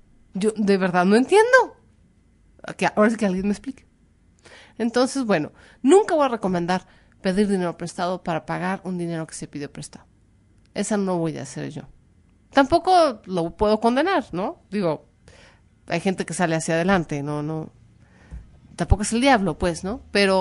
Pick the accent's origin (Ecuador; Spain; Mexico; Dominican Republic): Mexico